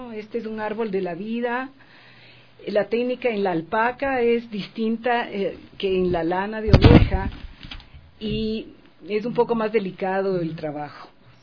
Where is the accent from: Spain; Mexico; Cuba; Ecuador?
Ecuador; Quito, Pichincha; Yo soy ecuatoriana, quiteña.